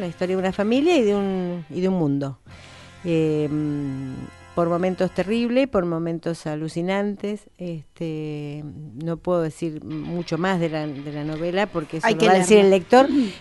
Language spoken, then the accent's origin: Spanish; Bahía Blanca, Buenos Aires Province, Argentina; born there; yo nací en Bahía